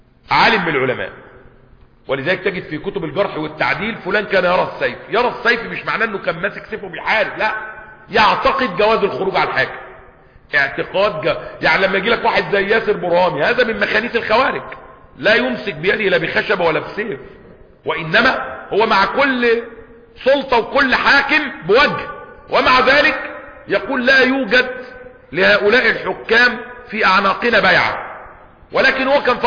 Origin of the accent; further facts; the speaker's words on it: Egypt; ممنوع علينا كمصريين ولا ايه